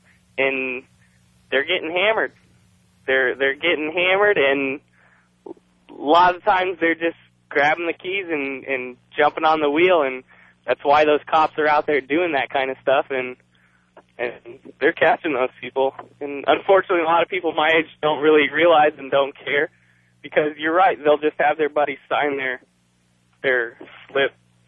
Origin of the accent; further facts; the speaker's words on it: Scottsdale, Arizona, United States; I grew up in Scottsdale, Arizona.